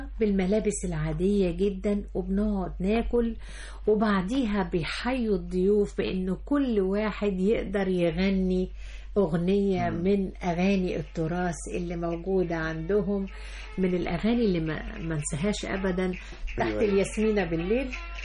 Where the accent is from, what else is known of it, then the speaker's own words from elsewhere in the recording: Egypt; ويدعونا حب في ان احنا مصريين